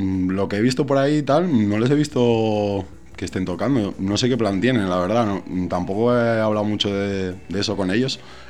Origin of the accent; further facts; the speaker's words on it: Asturias, Spain; now in Madrid, Spain; Sí, yo soy de Asturias y hasta que me vine a Madrid, pues por ahí he andado.